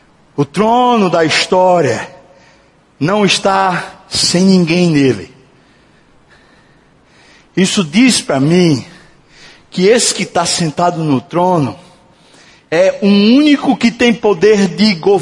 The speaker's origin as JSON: {"language": "Portuguese", "country": "Brazil", "said": "Somos nós brasileiros. Nós vivemos meio que no toma lá da cá."}